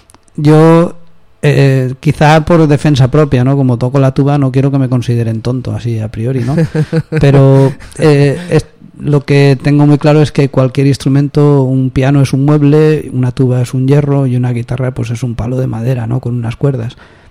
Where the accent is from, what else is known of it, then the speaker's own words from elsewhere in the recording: Valencia, Valencian Community, Spain; yo vengo de Valencia, las bandas se aprendía así